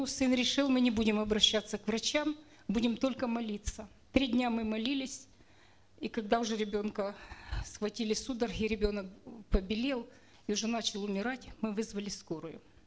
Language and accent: Russian; Cherkasy, Cherkasy Oblast, Ukraine; Я из Черкас